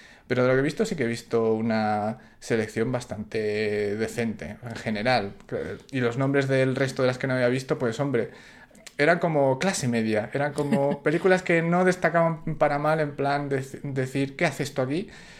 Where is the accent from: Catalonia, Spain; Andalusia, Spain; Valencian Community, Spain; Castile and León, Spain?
Castile and León, Spain; Salamanca; de Salamanca